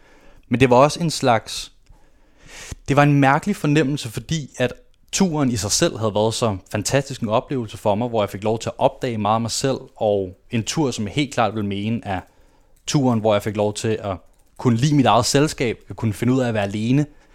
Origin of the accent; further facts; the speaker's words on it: Copenhagen, Capital Region of Denmark, Denmark; Det hele startede, da jeg blev født på Østerbro. Der er jeg født og opvokset.